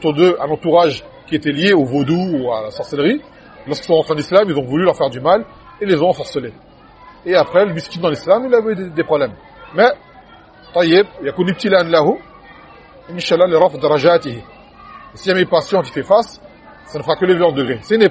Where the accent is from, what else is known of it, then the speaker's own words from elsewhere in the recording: Martinique, France; Je me rappelle quand j'étais petit à Martinique qui racontait.